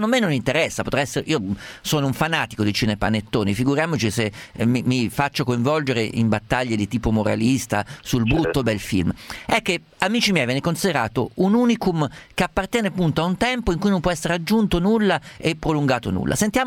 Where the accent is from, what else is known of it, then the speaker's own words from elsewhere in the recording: Perugia, Umbria, Italy; Io vengo da Perugia